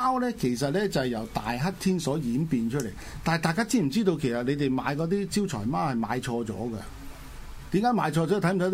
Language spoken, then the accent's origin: Cantonese; Guangdong, China; 即係我哋廣東人啊，即係大家利是啦，係咪？